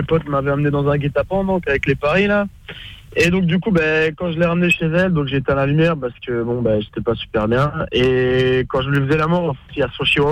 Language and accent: French; Belgium; marché de Noël en Belgique, je viens de Belgique.